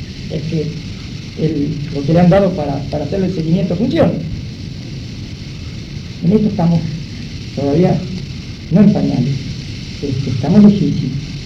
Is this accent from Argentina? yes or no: yes; La Plata, Buenos Aires Province, Argentina; creo que casi todos somos de La Plata